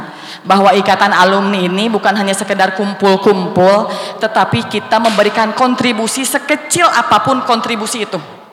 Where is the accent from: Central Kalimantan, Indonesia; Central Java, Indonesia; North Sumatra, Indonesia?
Central Java, Indonesia; Cipari; saya itu merasa bahwa saya dibesarkan di Cipari, dididik di Cipari